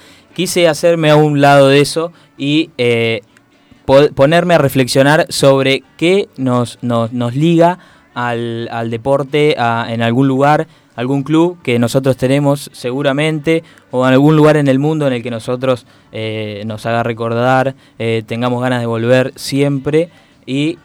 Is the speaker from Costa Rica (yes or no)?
no; Henderson, Buenos Aires Province, Argentina; estando lejos de mi pueblo de Henderson